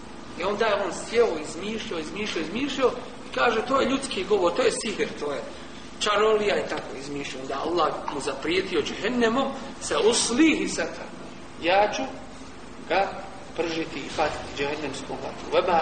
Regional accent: Sarajevo, Federation of Bosnia and Herzegovina, Bosnia & Herzegovina; also born or lived in Medina; 66. sam rođen, u Sarajevu, završio HIFS s osnovnom školom

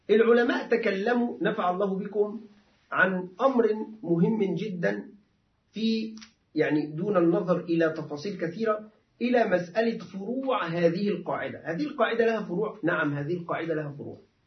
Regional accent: Egypt; فمعلش عندنا نحن العرف المصري معلش يعني أنا آسف

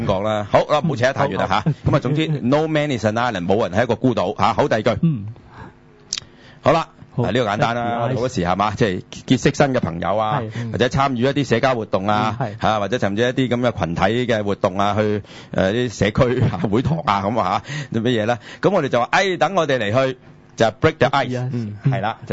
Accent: Guangdong, China; 就係我哋廣東人呢好傳神

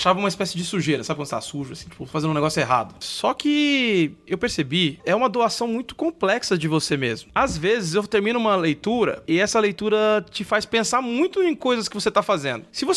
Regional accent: São Mateus, Brazil; eu sou de São Mateus, desculpa.

